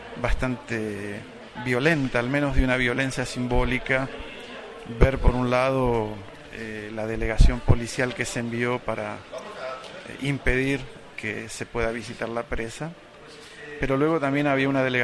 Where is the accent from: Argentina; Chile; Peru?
Argentina; also born or lived in Mexico; now in United Kingdom; Soy argentino de origen, vivo en Inglaterra, trabajo en la Universidad de Newcastle, soy sociólogo y, bueno, viví en México